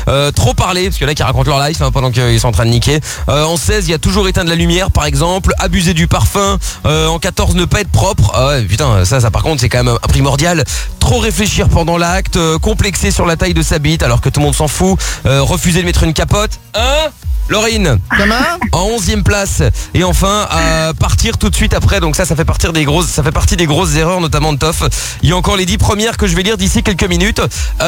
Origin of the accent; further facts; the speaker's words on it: Portugal; parce qu'on est on est portugais tous les deux